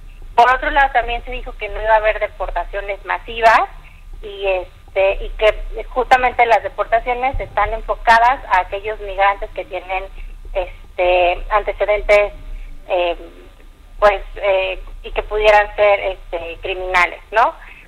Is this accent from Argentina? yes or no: no; Mexico; nos toca también como mexicanos empezar a pedirle a nuestros funcionarios